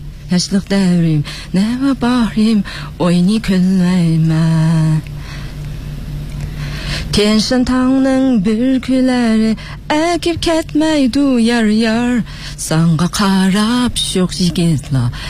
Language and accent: Chinese; Hami, Xinjiang, China; now in Xi'an, China; 我父亲因为这个工作的原因就来到了新疆哈密，所以我从小是在哈密长大。那么考大学呢，考到咱们西安，那么现在在咱们西安市中级人民法院刑二庭工作。